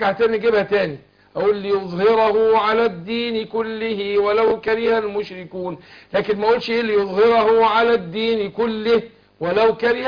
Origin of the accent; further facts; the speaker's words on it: Egypt; عارف في بعض حد من بعض المحافظات عندنا في مصر